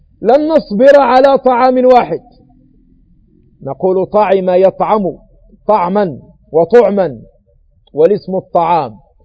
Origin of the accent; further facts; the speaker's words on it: Morocco; ما يسمى عندنا بالمغرب بالبقولة